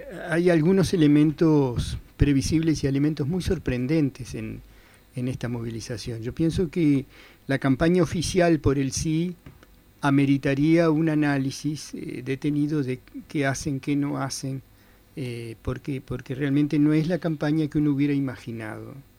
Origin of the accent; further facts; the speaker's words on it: Uruguay; hay una cosa muy curiosa que como uruguayos deberíamos recordar o hablar con nuestros padres